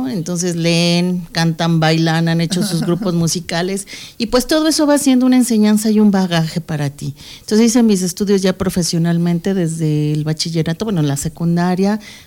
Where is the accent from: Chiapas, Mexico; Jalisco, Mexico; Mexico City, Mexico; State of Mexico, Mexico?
Mexico City, Mexico; born there; antes que nada, soy mexicana. Cuando me dicen, eres de la Ciudad de México, sí, yo nací ahí.